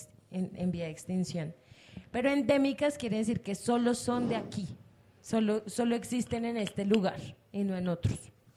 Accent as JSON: {"language": "Spanish", "town": "Madrid", "region": "Community of Madrid", "country": "Spain", "said": "Yo soy de aquí de Madrid."}